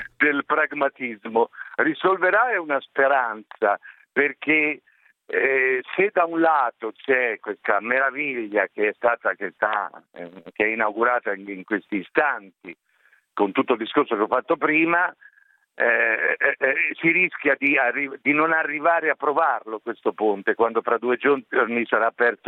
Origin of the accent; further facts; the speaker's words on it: Genoa, Liguria, Italy; Quindi come italiano, come genovese, sono orgoglioso